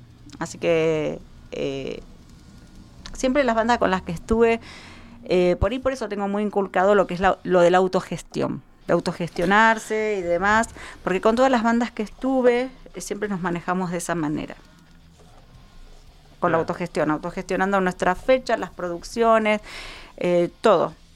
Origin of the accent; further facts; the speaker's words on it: Isidro Casanova, Buenos Aires Province, Argentina; en la zona oeste, de donde soy yo, en Casanova.